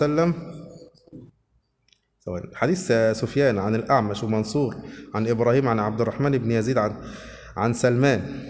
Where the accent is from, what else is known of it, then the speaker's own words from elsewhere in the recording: Suez, Suez Governorate, Egypt; born there; also born or lived in Upper Egypt; انا مواليد في السويس، لكن هناك في الصعيد عملوا مولد انا وولاد خالتي